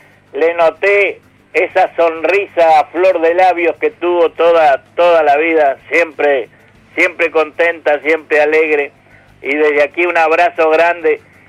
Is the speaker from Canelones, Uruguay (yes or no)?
yes; Soca, Canelones, Uruguay; moved away; yo nunca pensé haber salido de Soca, haber dejado mi pueblo